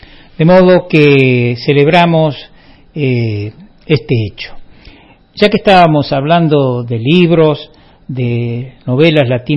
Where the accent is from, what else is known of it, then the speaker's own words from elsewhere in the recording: Córdoba, Argentina; somos todos de Parabachasca.